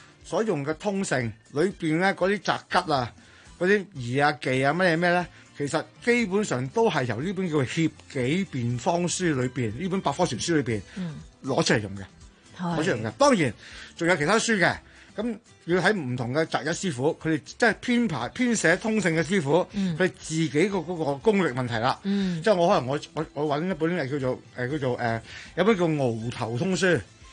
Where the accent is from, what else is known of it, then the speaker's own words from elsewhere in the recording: Guangdong, China; 咁於是我哋廣府人咧就將佢喂唔好啊